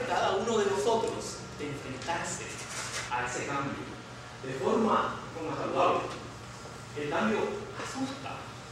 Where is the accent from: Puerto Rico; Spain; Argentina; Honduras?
Puerto Rico; Lares; en uno de estos periódicos de mi pueblo, yo estoy de Lares, un maestro se le ocurrió sacar una noticia sobre los libros que yo había leído